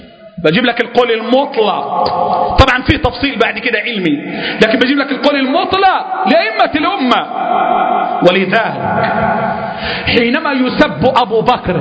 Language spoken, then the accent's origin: Arabic; Egypt; الفقر عندنا في مصر فظيع